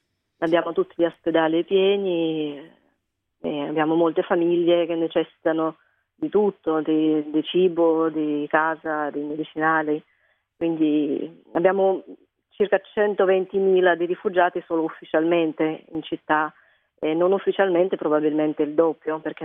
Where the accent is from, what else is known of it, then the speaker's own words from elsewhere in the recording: Kharkiv, Kharkiv Oblast, Ukraine; Italian is a second language; now in Italy; Io vengo da Kharkiv, è la seconda città dell'Ucraina, conta 1,5 milioni di abitanti e dista una 40 di chilometri dal confine con la Russia.